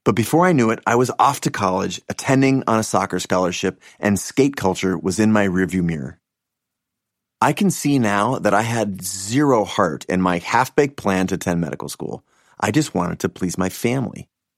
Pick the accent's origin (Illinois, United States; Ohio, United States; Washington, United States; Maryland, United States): Washington, United States; Seattle; I grew up in Seattle, an only child.